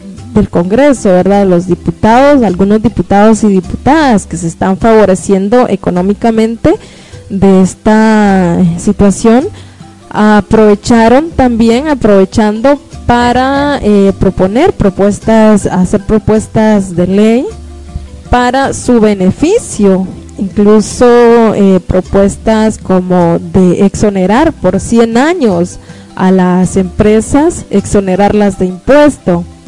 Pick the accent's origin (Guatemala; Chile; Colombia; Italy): Guatemala; lo estamos viviendo como guatemaltecos y guatemaltecas